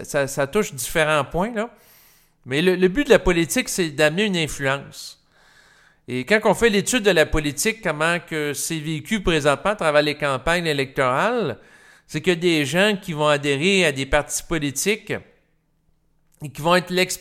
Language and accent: French; Canada; Et comme je suis Canadien